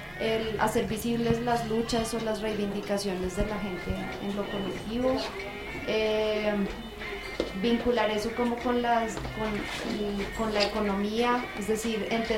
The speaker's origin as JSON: {"language": "Spanish", "region": "Bogotá", "country": "Colombia", "lives_now": "Barranquilla, Colombia", "said": "soy bogotana, pero llevo 10 años viviendo en Barranquilla. Entonces, por eso dicen que vengo de una región, aunque sueno como que no."}